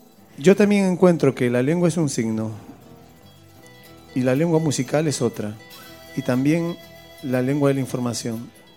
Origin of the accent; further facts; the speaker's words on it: Peru; venimos de continentes. Soy de Perú, tú eres de Argentina.